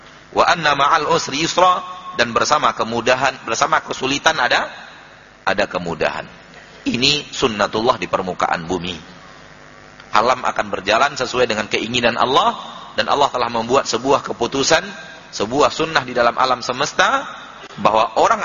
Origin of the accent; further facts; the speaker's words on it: Sumatra, Indonesia; Dalam bahasa kita orang Sumatera, yang dia panggakkan usahanya saja.